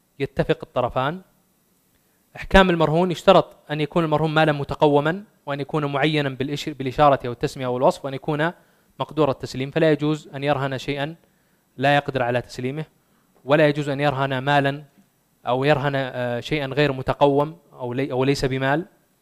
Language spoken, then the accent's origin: Arabic; Saudi Arabia; وهي موجودة في الرهن العقاري المسجل عندنا في السعودية